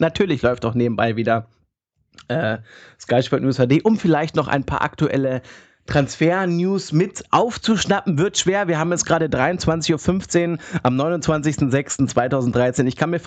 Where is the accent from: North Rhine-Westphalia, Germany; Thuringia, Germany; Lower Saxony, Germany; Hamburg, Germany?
Lower Saxony, Germany; Hannover; born there; Ich bin in Hannover geboren